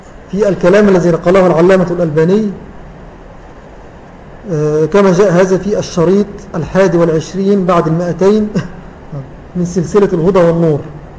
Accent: Syria; الذي عندنا في سوريا كتب هذه العبارة في أحد مؤلفاته

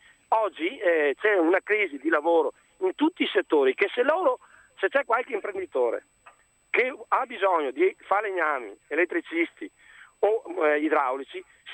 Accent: Veneto, Italy; also born or lived in Arborea, Sardinia; sono un veneto con i natali sardi.

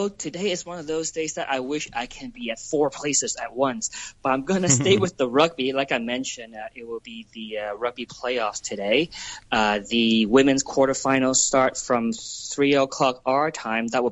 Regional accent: Hong Kong; I grew up in the Hong Kong 80s, and there used to be a lot of lounges in Tsim Sha Tsui East. In fact, my dad used to own one, and I sort of grew up in that environment.

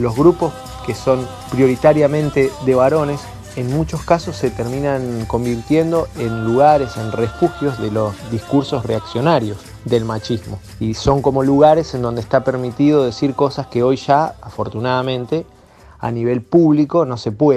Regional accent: Capitán Bermúdez, Santa Fe, Argentina; de Capitán Bermúdez

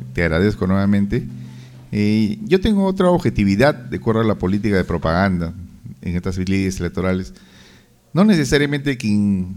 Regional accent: Peru; Esto no es una guerra, señores, somos todos peruanos.

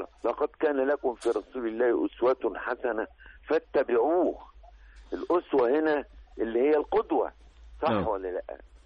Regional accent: Egypt; في أي إنسان عندنا في مصر

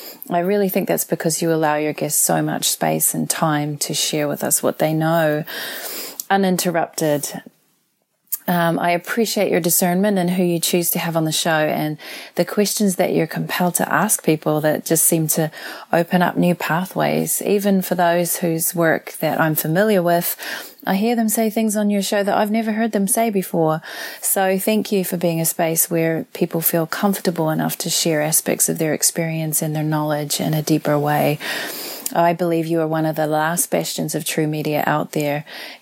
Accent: New Zealand; now in Los Angeles, United States; I'm from New Zealand. I live now in Los Angeles, and I've been a Veritas member for nearly 7 years.

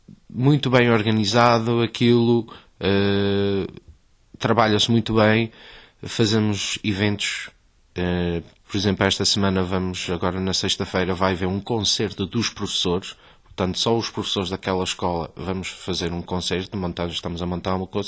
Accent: Australia; Ora, eu nasci na Austrália e sempre estudei música lá, sempre foi uma coisa que eu adorei desde pequenino.

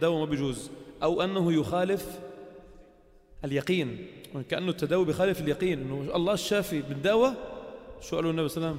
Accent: Lebanon; والذي يستطيع عندنا في لبنان قليل جدا

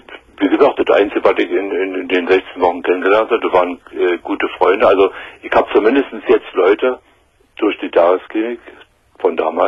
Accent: East Germany, Germany; Ja, in der DDR.

